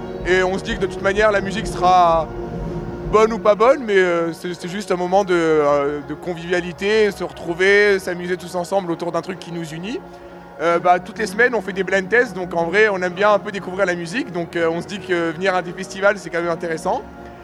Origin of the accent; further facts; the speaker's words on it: Grenoble, Auvergne-Rhône-Alpes, France; Là, on est venu, donc on vient de Grenoble. Donc en vrai, on n'a pas trop de distance à faire